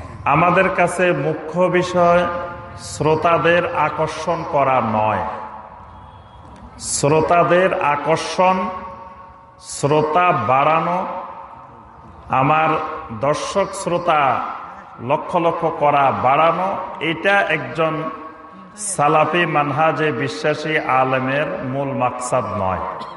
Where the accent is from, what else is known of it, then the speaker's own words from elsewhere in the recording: Bangladesh; আমরাও এই দেশের নাগরিক, ছোটবেলা থেকে এই দেশেই লেখাপড়া করেছি, এই দেশে বড় হয়েছি